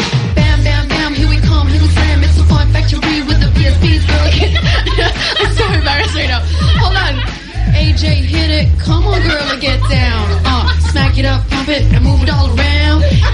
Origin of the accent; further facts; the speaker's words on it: Kansas, United States; born there; yeah, I was born in Kansas